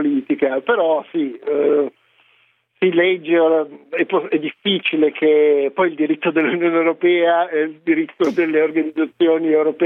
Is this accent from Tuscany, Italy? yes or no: no; Calabria, Italy; io sono calabrese, quindi forse ancora più col cuore.